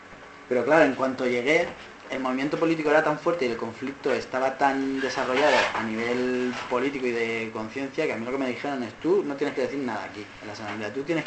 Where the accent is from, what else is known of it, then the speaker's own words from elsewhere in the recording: Alicante, Valencian Community, Spain; bueno, porque yo vengo de Alicante